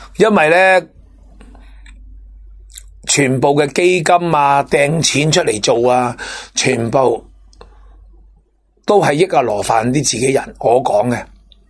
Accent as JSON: {"language": "Cantonese", "country": "Hong Kong", "said": "咁我哋香港人最需要起医院啦"}